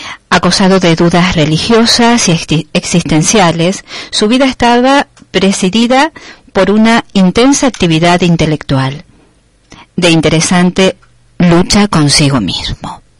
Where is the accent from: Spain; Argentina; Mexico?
Argentina; born there; Si bien yo nací en Argentina, también, bueno, vengo de antepasados españoles, italianos, y todo vuelve.